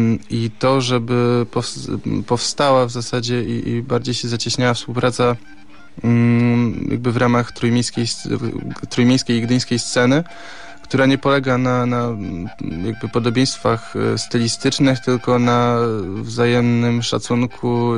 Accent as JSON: {"language": "Polish", "town": "Gdynia", "region": "Pomeranian Voivodeship", "country": "Poland", "tie": "born or raised there", "said": "No, ja jako gdynianin, nie oszukujmy się, urodzony i wychowany w Gdyni"}